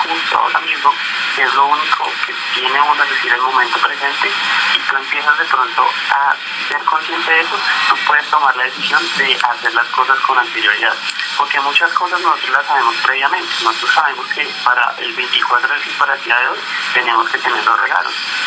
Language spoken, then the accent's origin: Spanish; Colombia; Somos latinos, somos colombianos